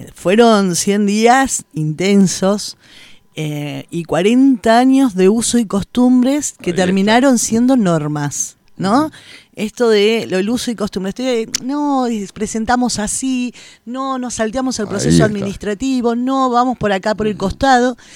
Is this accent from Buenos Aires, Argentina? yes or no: yes; Buenos Aires, Argentina; now in Concordia, Argentina; Yo de niña venía a Concordia, pues, mi infancia la pasé en Buenos Aires